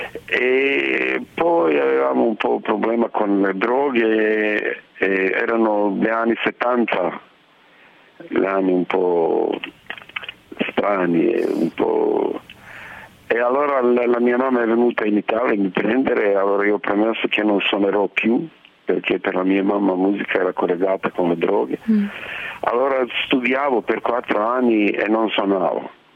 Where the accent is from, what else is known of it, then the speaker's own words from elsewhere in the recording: Sarajevo, Bosnia & Herzegovina; Italian is a second language; moved away as an adult; also born or lived in Paris; io sono da Sarajevo, allora come di tutti di Sarajevo le nostre vite sono divise, la vita prima della guerra e la vita dopo della guerra